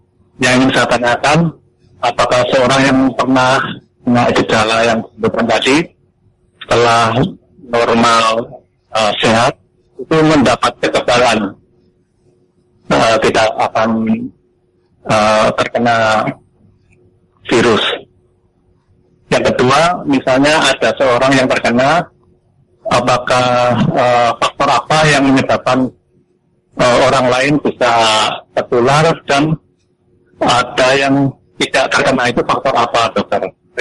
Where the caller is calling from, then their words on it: Bogor, West Java, Indonesia; Saya dari Bogor.